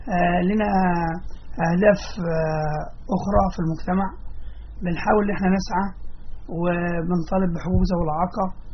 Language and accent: Arabic; Sohag, Sohag Governorate, Egypt; now in Giza, Egypt; يعني اساسا احنا من صهاج ولكن انا ساكن في قريه اسمها مشيت البكاري في الهرم محافظه الجيزه